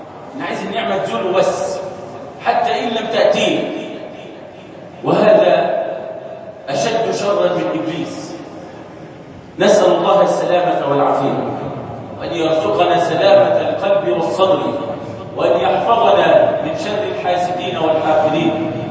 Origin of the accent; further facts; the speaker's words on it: Egypt; أصلح هذا بلدنا مصر وسائر بلاد